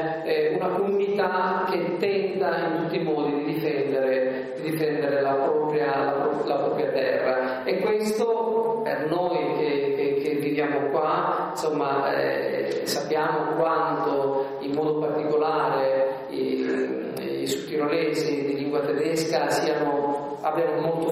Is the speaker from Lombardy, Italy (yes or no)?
no; Sicily, Italy; io sono qui da 20 anni, sono siciliano